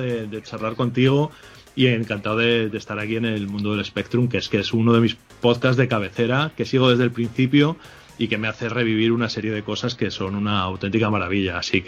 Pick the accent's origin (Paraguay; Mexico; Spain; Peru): Spain; Salamanca, Castile and León; nosotros los dos somos de Salamanca y vivíamos los dos por la misma zona, que es la zona del rollo, Camino de las Aguas, y yo me fui a vivir allí a los 7 años.